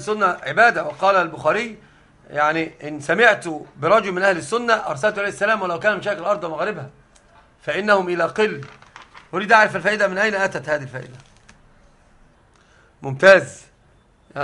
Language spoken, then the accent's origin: Arabic; Egypt; لكن عندنا في مصر أنا مش مشهور عندنا الضم